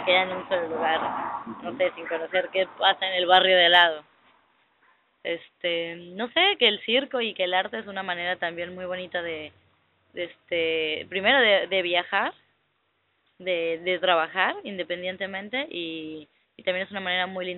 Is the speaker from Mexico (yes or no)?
yes; Mexico; De México.